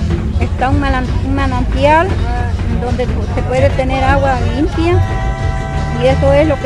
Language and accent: Spanish; Tlaltetela, Veracruz, Mexico; Yo soy de Tlaltetela.